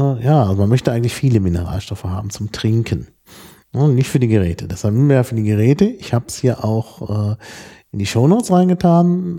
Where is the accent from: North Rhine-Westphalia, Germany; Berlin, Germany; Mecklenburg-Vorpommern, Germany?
North Rhine-Westphalia, Germany; Dortmund; Insbesondere da, wo ich aufgewachsen bin, in Dortmund.